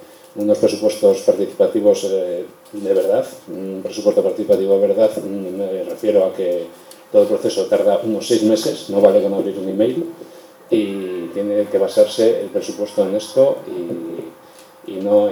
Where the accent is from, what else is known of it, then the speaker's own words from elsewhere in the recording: Basque Country, Spain; yo soy de San Vicente